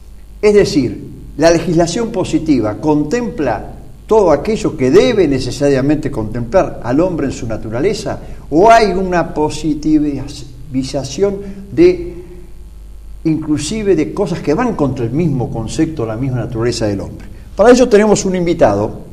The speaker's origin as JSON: {"language": "Spanish", "country": "Argentina", "said": "como laicos católicos y como ciudadanos argentinos"}